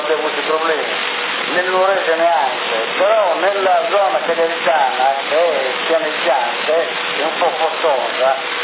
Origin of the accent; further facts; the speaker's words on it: Sassari, Sardinia, Italy; E vengo da Sassari.